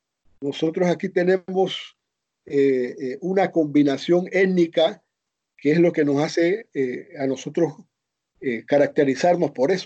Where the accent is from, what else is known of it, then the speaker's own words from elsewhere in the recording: Azuero Peninsula, Panama; born there; Incluso en el área donde yo nací, en la península de Azuero, que se dice que son de raíces hispanas